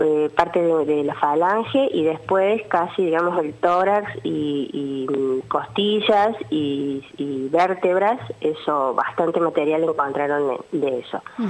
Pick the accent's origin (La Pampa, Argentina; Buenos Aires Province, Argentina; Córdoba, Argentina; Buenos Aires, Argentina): Córdoba, Argentina; Cosquín; voy a hablar particularmente de Cosquín, porque yo soy de Cosquín.